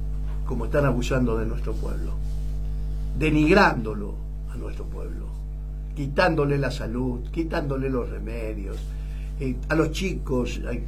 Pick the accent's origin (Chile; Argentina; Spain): Argentina; pero a mí no me van a comprar, pues yo soy argentino.